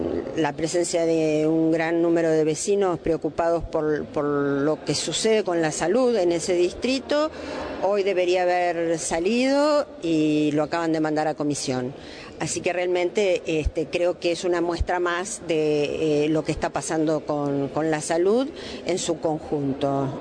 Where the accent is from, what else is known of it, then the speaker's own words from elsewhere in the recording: San Fernando, Buenos Aires Province, Argentina; yo soy de San Fernando